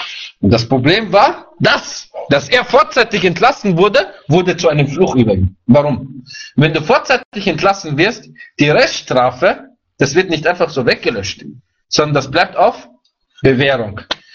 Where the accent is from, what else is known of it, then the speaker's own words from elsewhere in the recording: Vienna, Austria; ich bin auch ein Wiener.